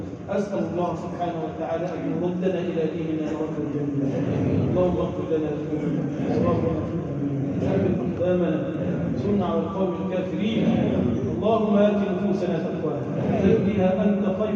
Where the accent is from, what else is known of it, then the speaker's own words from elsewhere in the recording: Egypt; اللهم اجعل بلدنا مصر بلدا امنا، مطمئنا، سخاء، رخاء